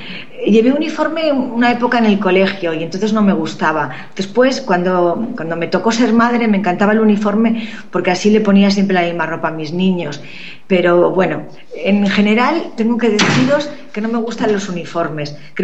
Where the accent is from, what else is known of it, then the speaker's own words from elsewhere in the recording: Castile and León, Spain; Me gustaba mucho ir a mi pueblo, soy de un pueblo de Segovia